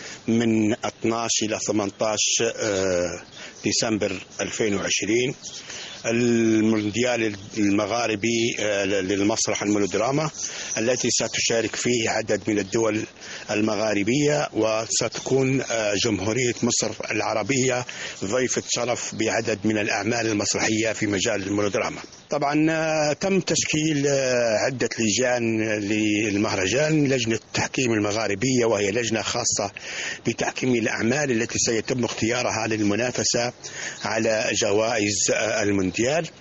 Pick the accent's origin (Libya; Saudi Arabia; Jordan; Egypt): Libya; القطر المصري الشقيق الحبيب الذي نحن نعتبره البلد الثاني لنا كليبيين